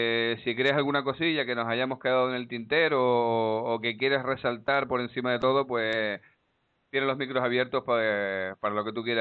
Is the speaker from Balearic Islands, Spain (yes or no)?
no; Canary Islands, Spain; como canario y tan lejano que estamos de todas estas historias musicales que suceden fuera de las islas